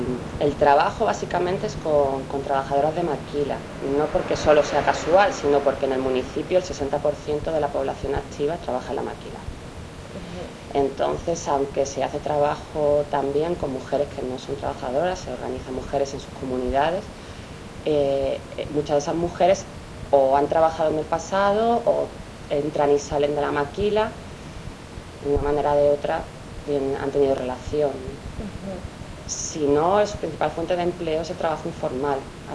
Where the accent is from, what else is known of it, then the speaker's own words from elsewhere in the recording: Seville, Andalusia, Spain; moved away as an adult; now in El Salvador; llevo 4 años en El Salvador, aunque soy de Sevilla.